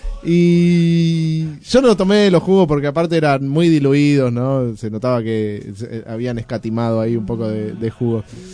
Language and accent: Spanish; Moreno, Buenos Aires Province, Argentina; soy de Moreno, tengo que trabajar, volver a mi casa.